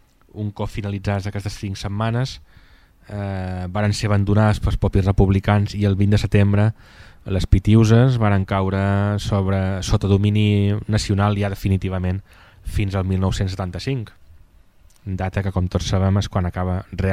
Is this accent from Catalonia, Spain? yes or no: no; Ibiza, Balearic Islands, Spain; now in Formentera, Spain; sóc eivissenc, visc a Formentera